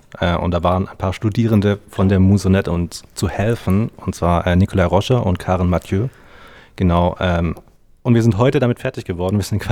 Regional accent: Baden-Württemberg, Germany; now in Kiel, Germany; Und ich wohne derzeit in Kiel, stamme allerdings auch aus dem Umland Stuttgart.

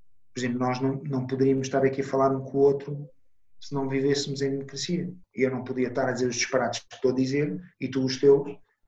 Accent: Italy; Portuguese is a second language; now in Portugal; Eu sou italiano, portanto, eu vivo em Portugal há 35 anos

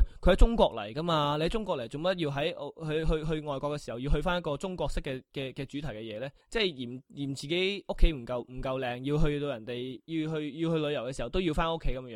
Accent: Australia; 但系即系我自己作为一个澳洲人，我睇到呢样嘢，我觉得系嬲咯

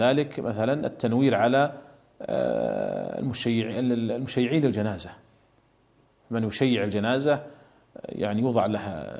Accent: Saudi Arabia; عندنا في المملكة العربية السعودية لا يوجد على القبور قبب

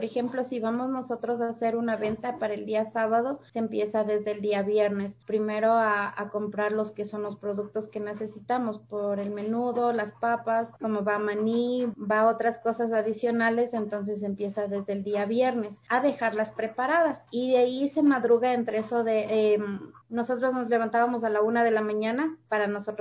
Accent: Machachi, Pichincha, Ecuador; Mi mamá también, pero por ende tengo raíces. Soy de Machachi, ahí la comida tradicional es más.

